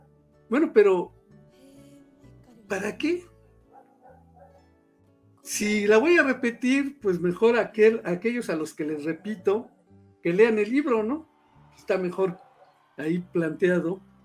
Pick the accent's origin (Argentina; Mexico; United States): Mexico; Puebla; aquí no lo vas a ver porque aquí somos poblanos